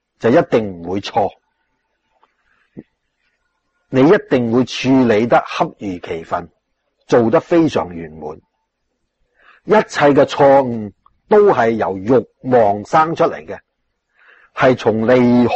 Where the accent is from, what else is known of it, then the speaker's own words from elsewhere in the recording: China; 我们中国人就什么都吃的，都要杀害的